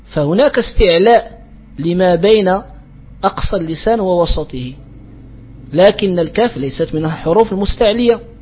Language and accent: Arabic; Morocco; وهكذا ينطقها يعني بعض الجهات عندنا في المغرب قريبة من التاء